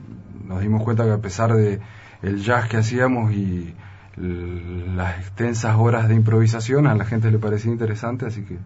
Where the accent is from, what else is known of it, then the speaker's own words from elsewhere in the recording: Mendoza, Argentina; Yo hace muy poco que vivo acá, hace 3 años apenas. Yo soy mendocino.